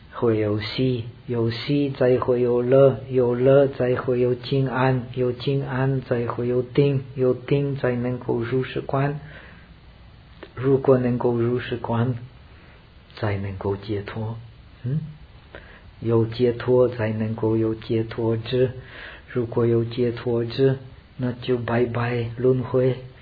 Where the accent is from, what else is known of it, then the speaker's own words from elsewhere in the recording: India; Chinese is a second language; 我是从印度来的，